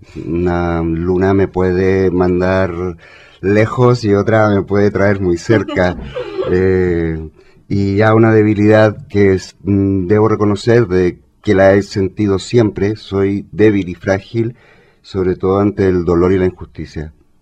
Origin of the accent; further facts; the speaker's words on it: Chile; moved away as an adult; now in Spain; Yo lo descubrí en Chile, soy chileno, llegué aquí a España hace, bueno, ahora chileno-español, llegué a España hace más de 9 años ya.